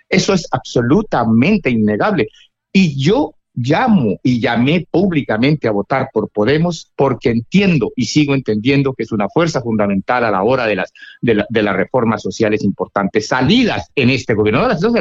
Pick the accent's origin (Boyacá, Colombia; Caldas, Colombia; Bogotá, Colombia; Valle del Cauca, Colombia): Valle del Cauca, Colombia; Cali; como yo soy caleño, en Colombia